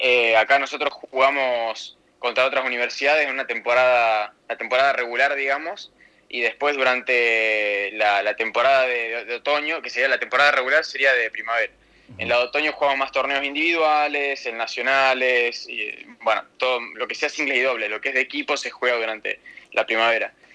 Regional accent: Santa Rosa, La Pampa, Argentina; moved away as an adult; also born or lived in Córdoba; y después me la pasaba jugando tercera, segunda, primera ahí en Santa Rosa, y torneos por plata en Buenos Aires también. Y en 2018, cuando termino el colegio, mis papás me dejan irme a Córdoba unos 6 meses más o menos

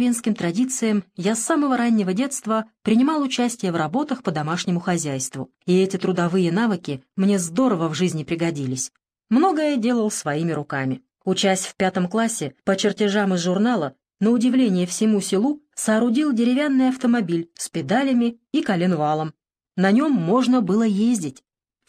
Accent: Nizhny Novgorod Oblast, Russia; born there; Родился я в Нижегородском крае, в крестьянской семье.

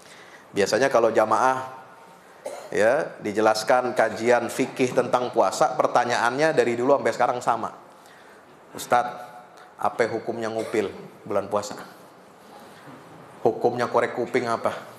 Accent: Pekojan, Jakarta, Indonesia; ternyata saya juga orang Pekojan

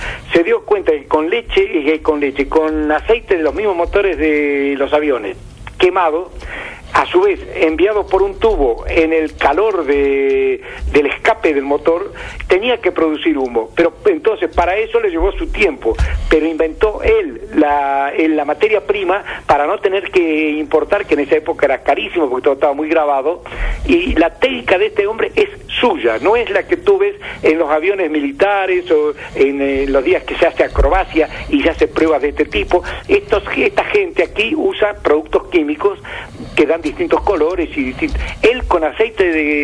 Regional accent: Córdoba, Argentina; que yo lo recuerdo tanto en mi pueblo cordobés como en Rosario

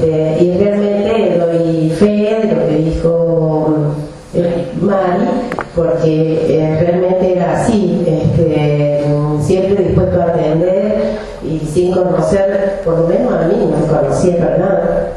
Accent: Cruz del Eje, Córdoba, Argentina; Yo soy de Cruz del Eje, tal vez me conozcan varios acá.

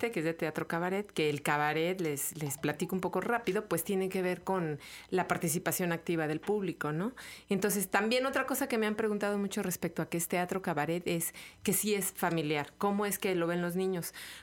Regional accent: Mexico; Así somos los mexicanos, nos reímos de la muerte

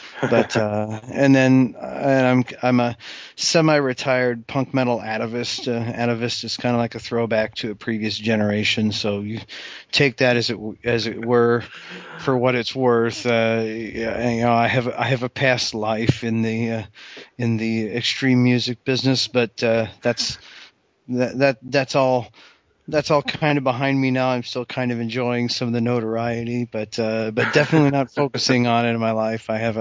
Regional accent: Midwest, United States; also born or lived in Northern Illinois; I grew up in the Midwest, and I was actually a Royals fan first.

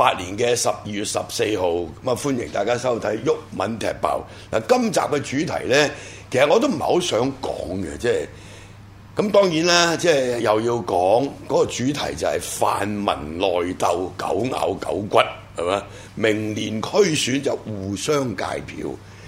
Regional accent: Hong Kong; 我们在香港土生土长

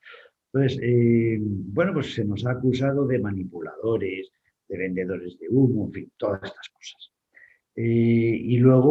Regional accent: Burgos, Castile and León, Spain; also born or lived in Seville; Yo soy de Burgos y parece que tiendo más al fresquito que a los calores del sur. Pero también he vivido 3 años en Sevilla

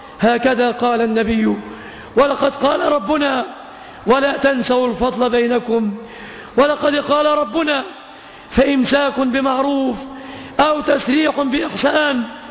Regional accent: Egypt; اللهم يا ربنا احفظ بلادنا مصر وبلاد

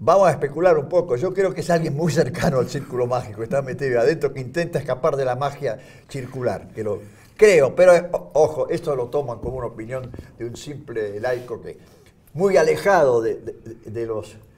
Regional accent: Buenos Aires, Argentina; Yo diría que porteñas. Yo soy porteña, claro.

